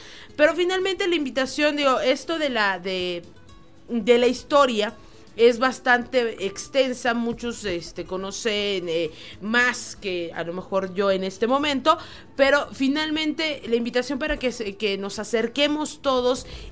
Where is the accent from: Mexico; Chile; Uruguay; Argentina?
Mexico; forman parte de nuestra historia como mexicanos.